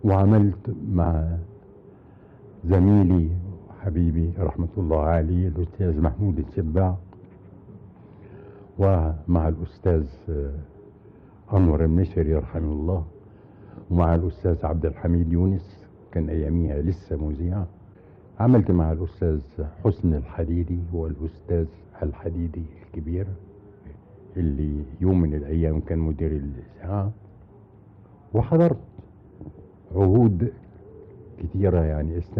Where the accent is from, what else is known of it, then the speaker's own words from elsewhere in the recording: Egypt; now in United Kingdom; الى ان تتاح لي فرصة تانية في اني يعني اجي بلدي واعمل في بلدي